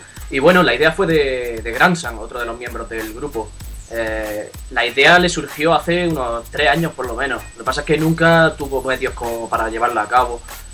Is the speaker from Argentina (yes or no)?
no; Almería, Andalusia, Spain; now in Madrid, Spain; De abajo de España, perro. Yo soy de Almería, aunque ahora mismo estoy afincado en Madrid.